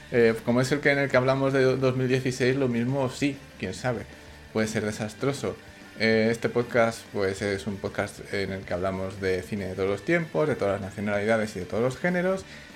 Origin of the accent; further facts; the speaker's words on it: Salamanca, Castile and León, Spain; de Salamanca